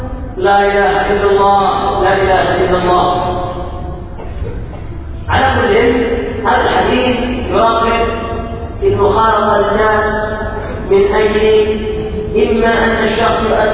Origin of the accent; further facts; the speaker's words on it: Yemen; عندنا في اليمن الى رحمه الله تعود الناس المشاكل